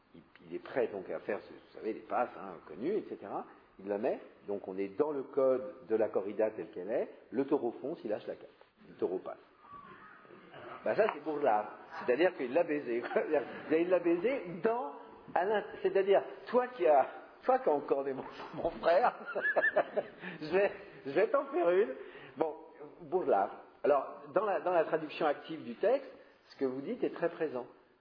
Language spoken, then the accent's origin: French; France; Je suis français.